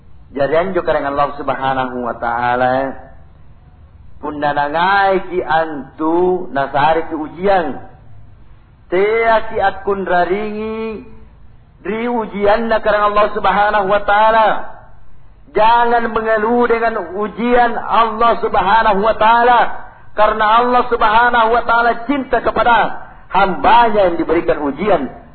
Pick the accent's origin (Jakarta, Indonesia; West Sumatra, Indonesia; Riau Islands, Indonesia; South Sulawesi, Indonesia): South Sulawesi, Indonesia; Karena kita ini Bugis Makassar.